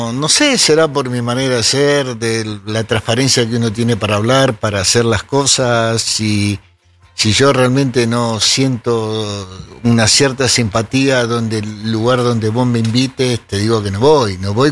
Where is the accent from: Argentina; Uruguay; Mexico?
Argentina; Buenos Aires; Donde me crié, en Parque de los Patricios. Uh-huh. Me crié ahí, después con el tiempo de grande chico, mis padres se mudaron para José Mármol.